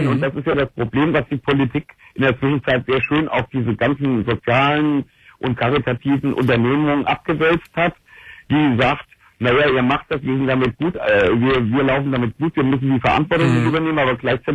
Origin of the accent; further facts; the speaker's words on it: Hesse, Germany; ich komme aus dem Rhein-Main-Gebiet, in Wiesbaden, in Mainz